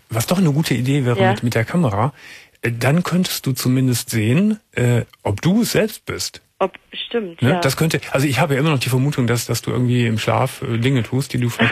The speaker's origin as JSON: {"language": "German", "town": "Gummersbach", "region": "North Rhine-Westphalia", "country": "Germany", "tie": "born or raised there", "said": "Ich komme aus Gummersbach, aus der Wasserfuhrstraße, da bin ich groß geworden"}